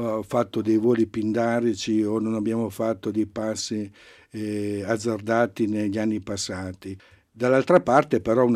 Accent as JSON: {"language": "Italian", "region": "Lombardy", "country": "Italy", "lives_now": "Biella, Italy", "said": "Pur essendo nel biellese, non siamo dei biellesi, in quanto veniamo dalla provincia di Varese."}